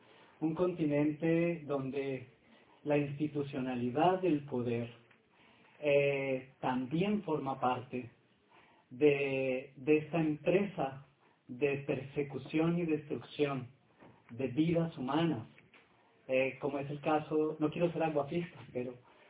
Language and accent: Spanish; Colombia; Yo soy colombiano y he vivido también la guerra en Colombia.